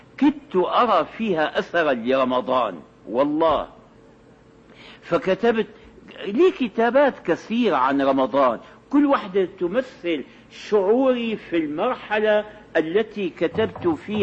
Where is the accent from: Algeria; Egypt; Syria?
Syria; التراويح هذه كانت عندنا في الشام في أول أمر